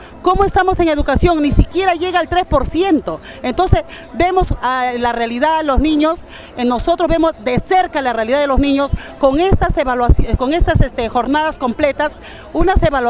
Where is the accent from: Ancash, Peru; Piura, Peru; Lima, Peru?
Lima, Peru; Barranca; Ya, soy de Barranca.